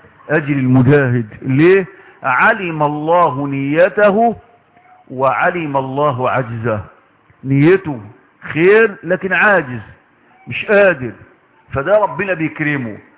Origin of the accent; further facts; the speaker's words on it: Egypt; على بلدنا مصر